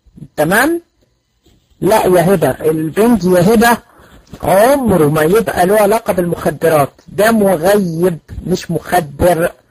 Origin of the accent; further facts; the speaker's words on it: Egypt; لا انا من مصر